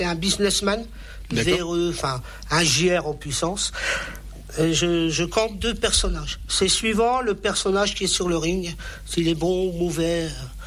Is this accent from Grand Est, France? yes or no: yes; Grand Est, France; born there; Et je suis né ici dans les Vosges il y a 50 ans, tout pile.